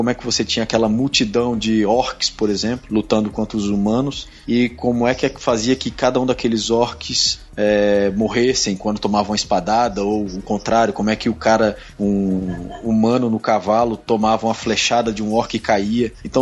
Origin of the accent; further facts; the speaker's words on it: Petrolina, Pernambuco, Brazil; also born or lived in Recife / Rio de Janeiro; É, sou de Petrolina